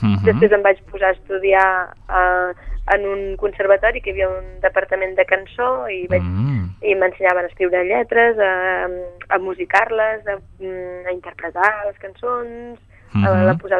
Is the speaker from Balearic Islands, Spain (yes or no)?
no; Sant Sadurní d'Anoia, Catalonia, Spain; Soc de Sant Sadurní, però l'únic que sovint diem que som de l'Alt Penedès, perquè del grup de 5 persones que som hi ha 3 que viuen a Vilafranca i 2 que vivim a Sant Sadurní.